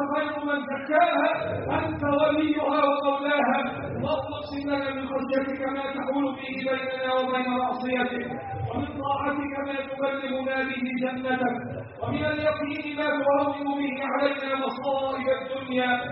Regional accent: Egypt; اللهم احفظ بلدنا مصر وسائر بلاد

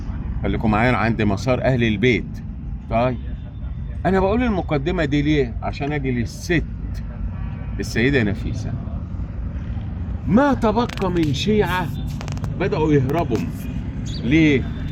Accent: Egypt; في إمام عندنا في مصر بنفتخر به من الأئمة الأربعة

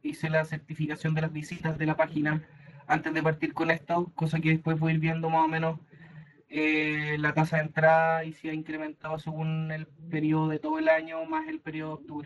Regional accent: Concepción, Biobío, Chile; De Conce.

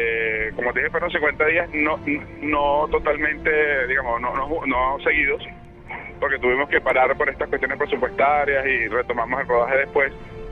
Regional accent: Caracas, Capital District, Venezuela; Maracaibo fue un sitio muy duro a nivel de experiencia, porque nosotros somos de Caracas.

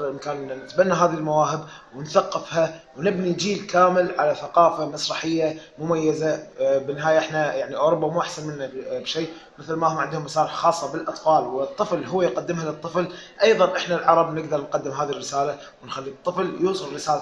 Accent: Kuwait; قبل فتره افتتحت اكاديميه خاصه بالطفل عندنا بالكويت للفنون الطفل

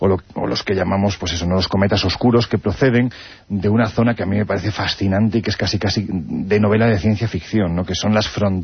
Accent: Andalusia, Spain; Yo sí, yo soy andaluz del norte.

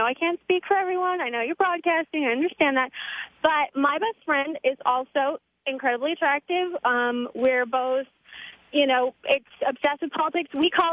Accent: Washington, United States; Maybe they were. And I'm from Washington, and we have two female senators as well, Maria Cantwell and Senator Patty Murray.

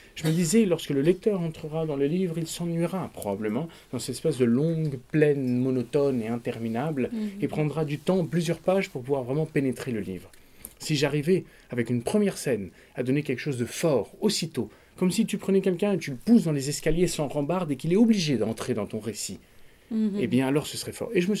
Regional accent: Paris, Île-de-France, France; born there; moi, je suis né à Paris. Et puis après, comme tous les fils de diplomate, eh bien, j'ai eu une enfance désordonnée de frontière en frontière, de capitale en capitale.

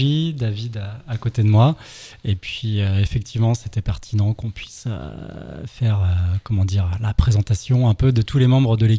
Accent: Rennes, Brittany, France; Bah, moi, je viens de Rennes, comme tu l'as dit

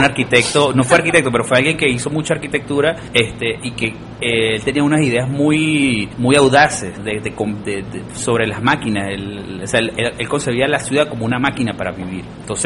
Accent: Caracas, Capital District, Venezuela; also born or lived in Trujillo; No, yo nací en Trujillo, pero me crié en Caracas.

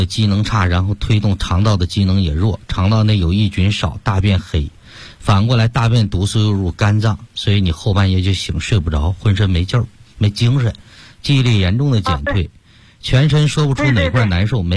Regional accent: Beijing, China; 纠正这个根儿我们北京人不是说病根儿吗？

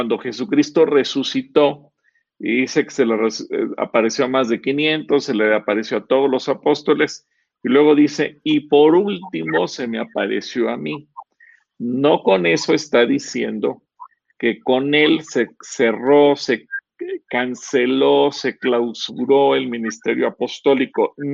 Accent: Mexico; si nos comparamos como pueblo mexicano

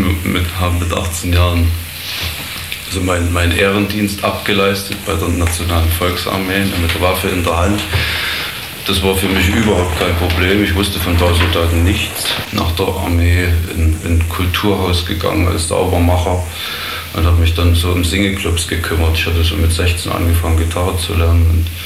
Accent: Thuringia, Germany; Ich bin in einer Kleinstadt aufgewachsen in Thüringen.

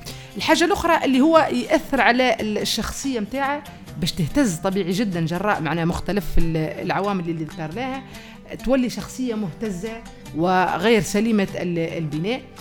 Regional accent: Tunisia; مثلا عندنا في تونس ظاهرة تكل عظام

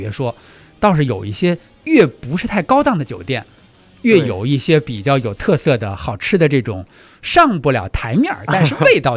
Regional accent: China; 我说：“我是从中国来的。”

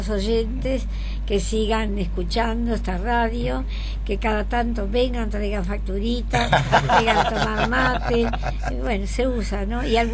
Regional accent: Catalonia, Spain; Apoyo a los catalanes, yo soy catalana, y apoyo

